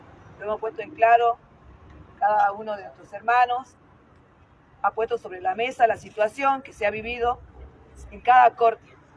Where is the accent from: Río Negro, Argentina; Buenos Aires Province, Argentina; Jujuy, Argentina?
Jujuy, Argentina; con nuestra provincia, con nosotros que somos jujeños